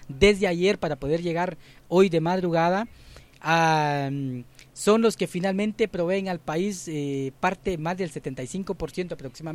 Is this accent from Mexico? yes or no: no; Guatemala; porque es un aliciente más de sentirnos como guatemaltecos